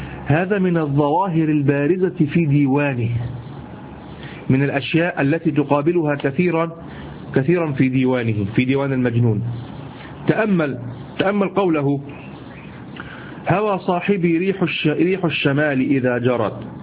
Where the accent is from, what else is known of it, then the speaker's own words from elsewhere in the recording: Egypt; شفت اليمام اللي احنا عندنا في مصر